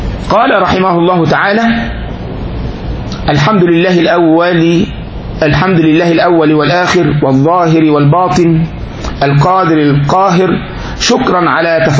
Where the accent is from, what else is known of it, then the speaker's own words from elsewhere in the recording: Egypt; احنا عندنا في مصر يقول لك كده